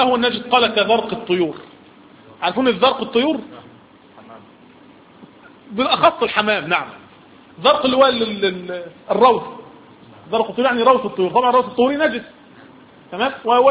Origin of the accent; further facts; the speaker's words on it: Egypt; اسم لشجرة تعرف عندنا في مصر بالصنط